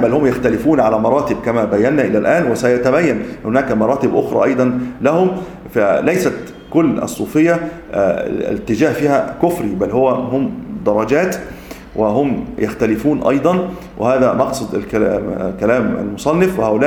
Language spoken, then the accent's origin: Arabic; Tanta, Gharbia, Egypt; السيد البدوي الذي موجود عندنا في طنطا